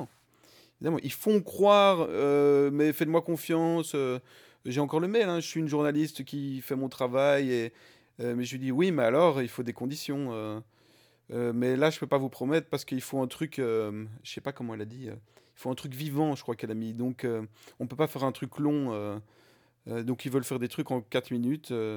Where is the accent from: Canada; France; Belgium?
Belgium; nous sommes belges, nous sommes ensemble.